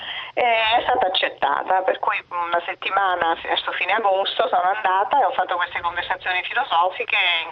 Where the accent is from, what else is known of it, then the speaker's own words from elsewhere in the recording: Marche, Italy; Io sono marchigiana